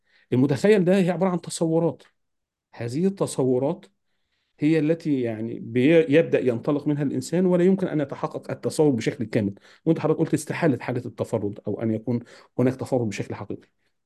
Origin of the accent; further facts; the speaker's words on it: Egypt; وإن أنا كمصري لا أعرف كثير